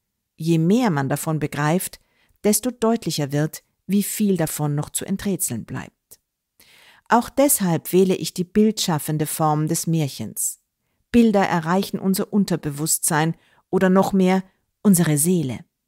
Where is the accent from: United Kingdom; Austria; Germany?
Austria; Klosterneuburg, Lower Austria; die ich gelegentlich in Wien oder meinem Heimatort Klosterneuburg anbiete.